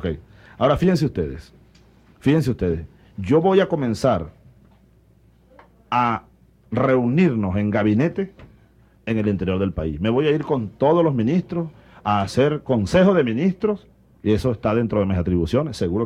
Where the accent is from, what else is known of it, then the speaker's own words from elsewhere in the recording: Venezuela; Pero así somos los venezolanos.